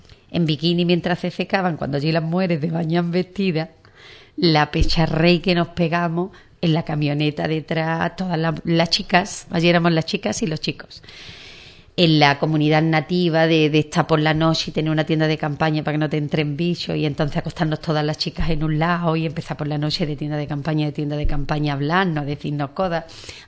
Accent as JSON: {"language": "Spanish", "town": "Ubrique", "region": "Andalusia", "country": "Spain", "said": "feliz, satisfecha y satisfecha de mi pueblo, porque las que iban era gente de mi pueblo. Cuando llegamos nos fuimos corriendo a sacarnos una foto delante del cartel de Ubrique"}